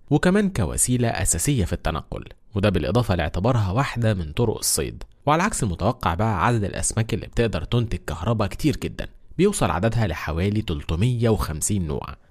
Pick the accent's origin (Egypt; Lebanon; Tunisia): Egypt; واللي بنسميها عندنا في مصر القرموط